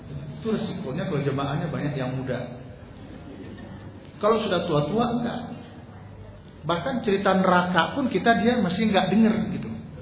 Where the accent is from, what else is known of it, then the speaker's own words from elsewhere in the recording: Sumatra, Indonesia; kami orang Sumatera kan enggak punya kiai, Pak.